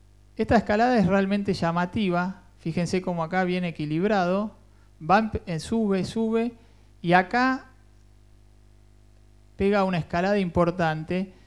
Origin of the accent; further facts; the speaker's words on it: Cuba; por ahí más como abogado y como cubano, para dónde va esto